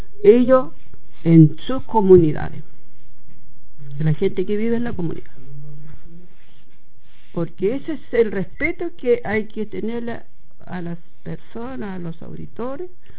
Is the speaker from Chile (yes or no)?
yes; Isla Huapi, Los Ríos, Chile; soy de la Isla Guapi.